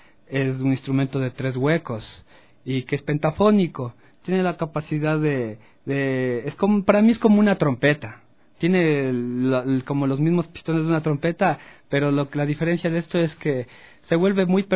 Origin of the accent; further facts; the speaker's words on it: Pichincha, Ecuador; en mi pueblo, en alrededor del Ilaló.